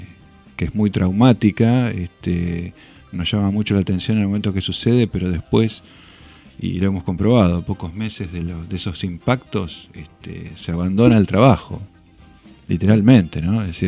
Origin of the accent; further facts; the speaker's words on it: La Plata, Buenos Aires Province, Argentina; yo soy platense